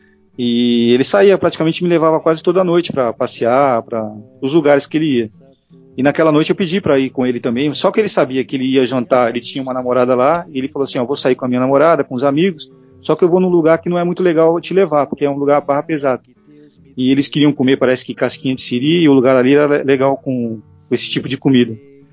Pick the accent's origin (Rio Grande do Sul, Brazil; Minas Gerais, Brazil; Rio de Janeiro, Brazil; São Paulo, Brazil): São Paulo, Brazil; Santos; Eu estou morando em São Paulo, mas eu vim passar essa quarentena aqui na casa da minha irmã, em Santos. E eu comecei a crescer aqui em Santos. E foi aqui que eu passei a maior parte da minha vida.